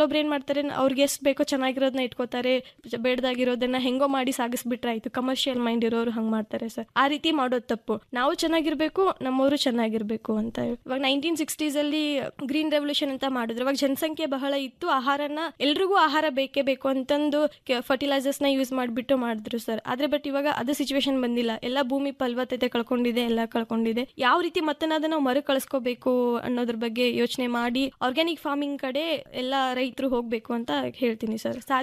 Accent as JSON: {"language": "Kannada", "town": "Hipparagi", "region": "Karnataka", "country": "India", "tie": "born or raised there", "said": "ನಾನು ಹುಟ್ಟಿ ಬೆಳೆದಿದ್ದು ಹಿಪ್ಪರಿಗೆ ಎಂಬ ಪುಟ್ಟ ಗ್ರಾಮ, ಜಮಖಂಡಿ ತಾಲೂಕು, ಬಾಗಲಕೋಟೆ ಜಿಲ್ಲೆಯಲ್ಲಿದೆ ಸರ್. ಗ್ರಾಮ ಕೃಷ್ಣಾ ನದಿ ದಂಡೆಯಲ್ಲಿದೆ."}